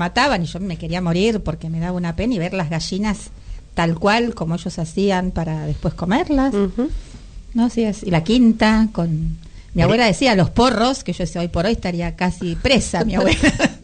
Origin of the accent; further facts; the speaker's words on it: Buenos Aires, Argentina; Si bien yo nací en Buenos Aires, soy porteña, yo fui criada y la cultura que a mí se me dio fue la cultura de allá